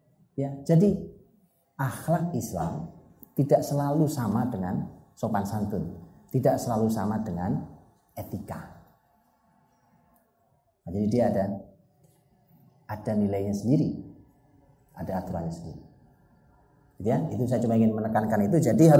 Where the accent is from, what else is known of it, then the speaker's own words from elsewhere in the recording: Java, Indonesia; saya sebagai orang Jawa